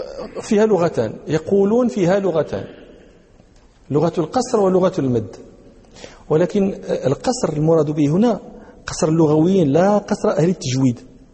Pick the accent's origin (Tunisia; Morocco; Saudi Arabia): Morocco; أهل البدو عندنا في المغرب، في بعض نواحي المغرب يقولون